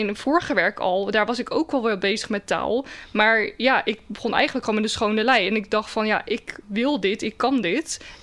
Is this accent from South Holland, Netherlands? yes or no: yes; Rotterdam, South Holland, Netherlands; ik ben in Rotterdam geboren, ben er opgegroeid.